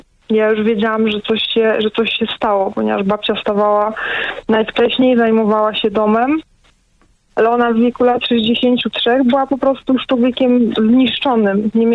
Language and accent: Polish; Katowice, Silesian Voivodeship, Poland; Ja jestem z Katowic, więc tam to tutaj się to działo.